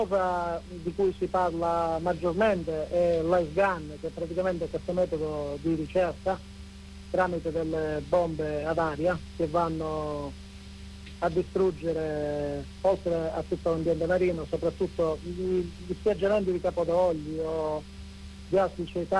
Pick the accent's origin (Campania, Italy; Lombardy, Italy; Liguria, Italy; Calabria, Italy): Calabria, Italy; eravamo soli come calabresi purtroppo anche là